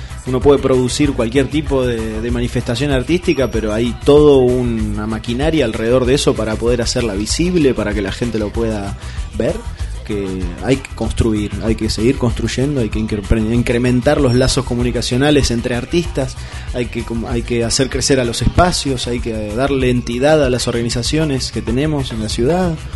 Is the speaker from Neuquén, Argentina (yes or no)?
no; El Bolsón, Río Negro, Argentina; hace 3 años que volví a vivir al Bolsón, mi ciudad natal